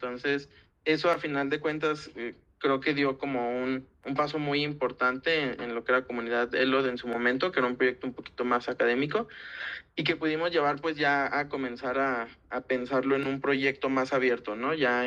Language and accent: Spanish; Guadalajara, Jalisco, Mexico; now in Mexico City, Mexico; yo no soy de Ciudad de México, yo soy de Guadalajara, yo me vine a estudiar a la UNAM